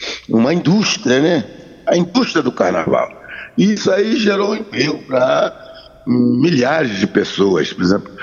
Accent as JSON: {"language": "Portuguese", "region": "Rio de Janeiro", "country": "Brazil", "said": "eu não sou paulista, eu sou carioca."}